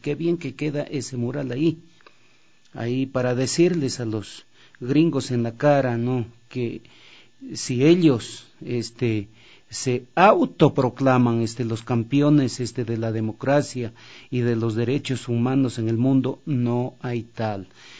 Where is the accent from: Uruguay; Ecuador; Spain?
Ecuador; nosotros, como ecuatorianos, como ciudadanos y ciudadanas